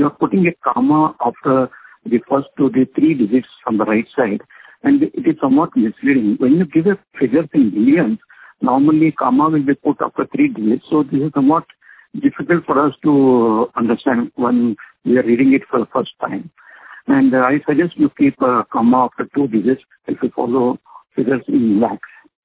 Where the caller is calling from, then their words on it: Hyderabad, Telangana, India; I'm calling from Hyderabad.